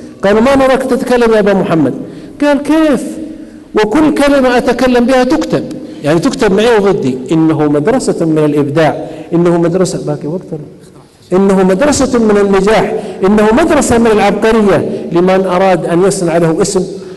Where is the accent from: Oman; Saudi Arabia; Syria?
Saudi Arabia; عندنا في السعوديه